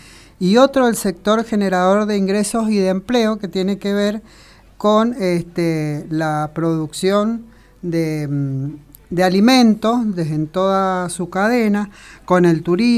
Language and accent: Spanish; Argentina; una potencia económica de Sudamérica, como somos nosotros, Argentina